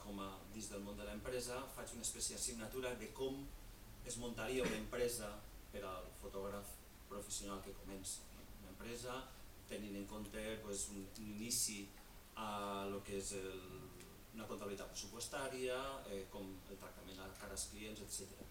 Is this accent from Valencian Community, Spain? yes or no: yes; Ontinyent, Valencian Community, Spain; el Col·legi Martínez Valls d'Ontinyent, d'on soc jo